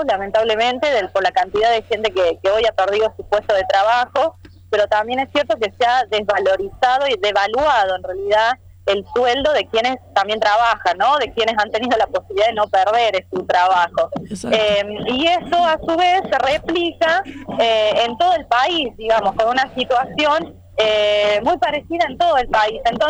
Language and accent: Spanish; La Rioja, Argentina; como pueblo riojano, riojano en este caso, pero nacional en general